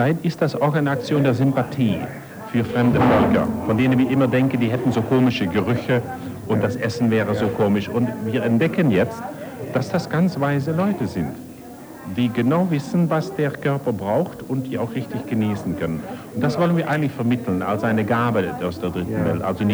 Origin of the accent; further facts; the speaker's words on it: Netherlands; als Niederländer haben wir